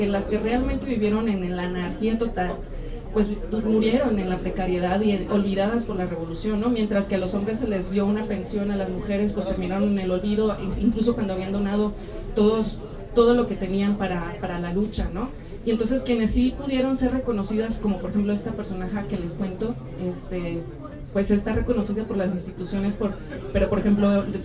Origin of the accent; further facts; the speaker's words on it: Guadalajara, Jalisco, Mexico; no soy originaria de aquí, yo soy originaria de Guadalajara